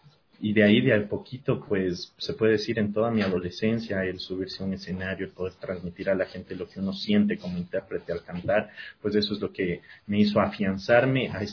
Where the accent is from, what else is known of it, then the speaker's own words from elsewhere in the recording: Quito, Pichincha, Ecuador; born there; yo nací en Quito, pero desde que era bien chiquito, vivo aquí.